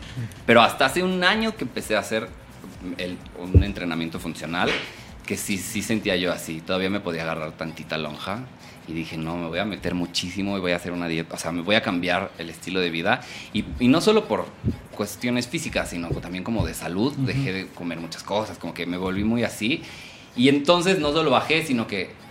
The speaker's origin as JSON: {"language": "Spanish", "region": "Puebla", "country": "Mexico", "said": "Ay, soy de Puebla, no soy norteño."}